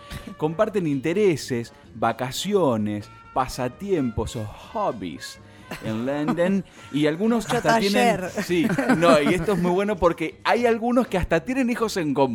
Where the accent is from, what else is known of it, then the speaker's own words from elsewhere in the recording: La Plata, Buenos Aires Province, Argentina; Bueno, chicos, ya es la Argentina. Que yo soy platense.